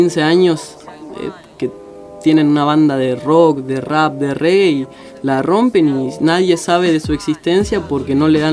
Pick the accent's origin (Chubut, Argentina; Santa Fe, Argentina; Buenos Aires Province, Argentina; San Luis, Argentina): Buenos Aires Province, Argentina; Garín; De Garín. Soy de Garín.